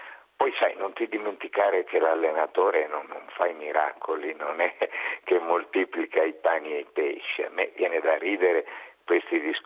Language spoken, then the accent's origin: Italian; Catania, Sicily, Italy; io sono nato a Catania, della mia infanzia, della mia giovinezza, stiamo parlando degli ultimi anni 50